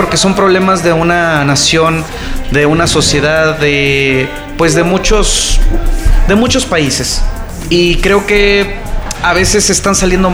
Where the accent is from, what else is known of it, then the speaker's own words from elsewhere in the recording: Mexico; yo digo, soy mexicano, me tratan muy bien